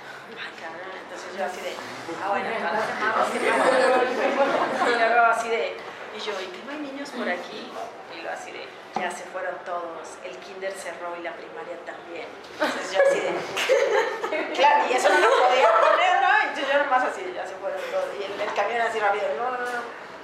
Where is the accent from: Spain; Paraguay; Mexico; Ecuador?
Mexico; la masacre fue en mi país, me da mucha vergüenza